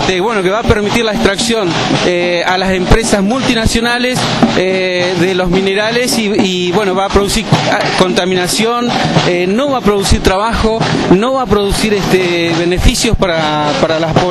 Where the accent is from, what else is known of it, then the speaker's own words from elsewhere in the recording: General Roca, Río Negro, Argentina; soy del Alto Valle, precisamente de Fisque Menuco, la ciudad que lleva hoy el nombre del genocida General Roca. Soy mapuche